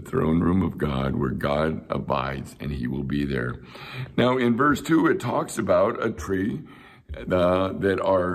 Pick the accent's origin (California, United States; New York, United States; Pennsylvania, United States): California, United States; Chula Vista; I grew up in Chula Vista, California.